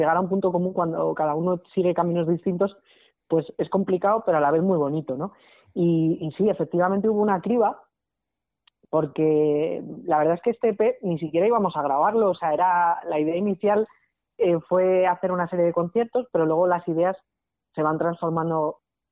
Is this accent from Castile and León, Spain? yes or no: yes; Segovia, Castile and León, Spain; born there; now in Madrid, Spain; yo nací en Segovia